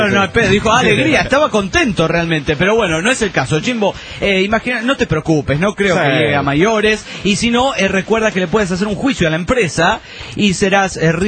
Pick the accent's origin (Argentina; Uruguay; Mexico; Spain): Mexico; Oaxaca; now in Mexico City, Mexico; yo soy originario de Oaxaca y me encuentro en la Ciudad Universitaria estudiando para ser docapitalista.